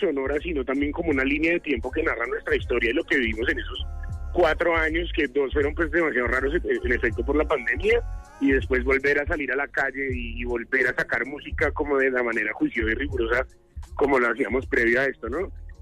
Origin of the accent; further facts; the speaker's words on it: Bogotá, Colombia; Yo creo que somos la cuota de la casa, no sé si me hago entender, como los rolos representando en el teatro con subsidio.